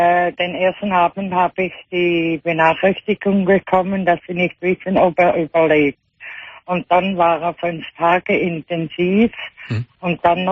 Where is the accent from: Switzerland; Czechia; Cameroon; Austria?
Switzerland; now in Albatera, Spain; Ja, ich bin eine Schweizerin, die in Spanien lebt.